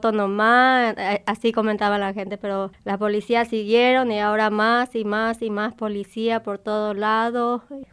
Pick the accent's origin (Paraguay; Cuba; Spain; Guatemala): Paraguay; now in Argentina; Cuando yo llegué de Paraguay, llegué acá en la Villa 21-24, en la casa de mi primo.